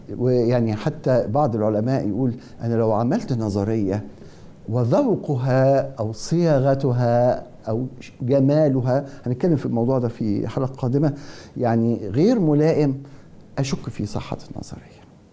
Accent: Egypt; وإحنا كمصريين

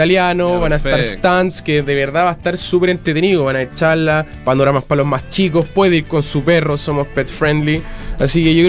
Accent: Viña del Mar, Valparaíso, Chile; yo soy de Viña, me encantaría tener una pizzería a leña

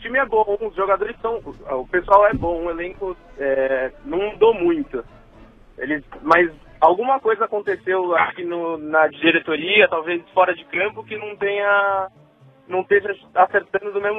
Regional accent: São Paulo, Brazil; Sou do Sumarezinha.

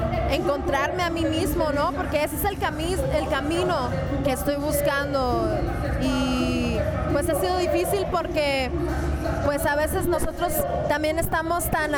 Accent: Nogales, Sonora, Mexico; yo soy de Nogales, Sonora.

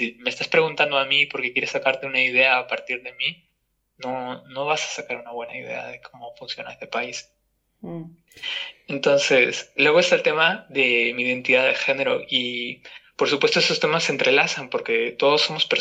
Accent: Peru; born there; moved away; como te mencioné antes, yo de hecho nací en Perú, ¿no?

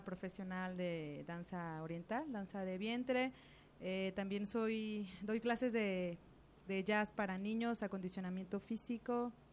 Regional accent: Guadalajara, Jalisco, Mexico; Yo, sí, de aquí, soy tapatía. De Guadalajara, Jalisco, México, también.

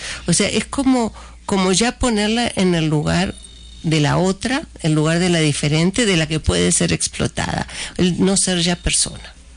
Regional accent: Uruguay; yo soy uruguaya de origen

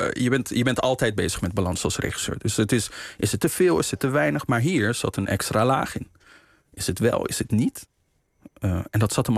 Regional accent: Rotterdam, South Holland, Netherlands; ik ben in Spangen opgegroeid, in Rotterdam. In de jaren 90 best wel een heftige wijk, een heftige buurt geweest. Het is nu gelukkig al wel flink opgeknapt.

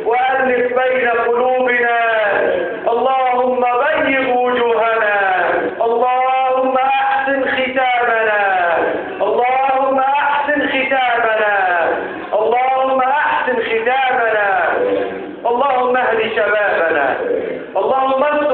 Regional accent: Egypt; اجعل بلدنا مصر بلدا امنا مطمئنا

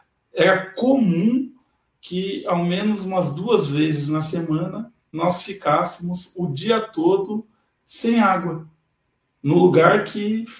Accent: Piraquara, Paraná, Brazil; also born or lived in Sorocaba; eu nasci em Sorocaba, mas ainda no colo da minha mãe, né? Vim para o estado do Paraná e morei na região metropolitana de Curitiba até meus 14 anos. Então, sou criado na região metropolitana de Curitiba, num lugar chamado Piraquari

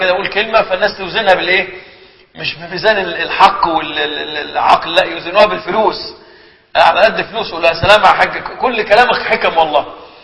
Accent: Egypt; عندنا في مصر يقولوا عليه درويش مكذوب

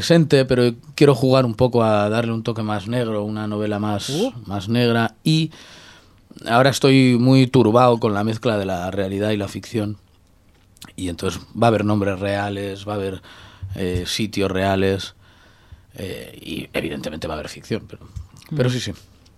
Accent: Santander, Cantabria, Spain; Y lo hemos grabado en Santander, en mi tierra.

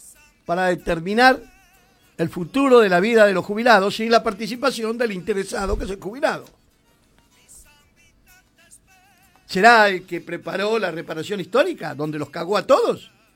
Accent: Argentina; ¿O creen que somos estúpidos los argentinos?

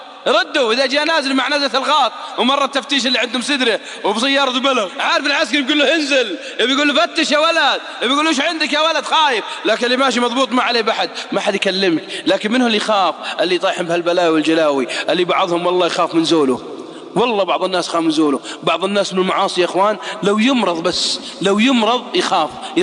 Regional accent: Saudi Arabia; عاش عندنا في السعودية وراح لبلاده

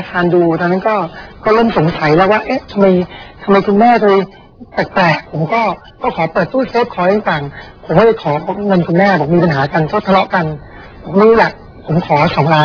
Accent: Bangkok, Thailand; เราก็เติบโตมาจากกรุงเทพ

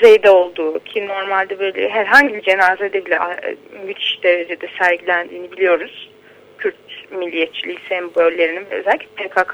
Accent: İzmir, Turkey; yani İzmir'de büyüdüm ben çünkü.

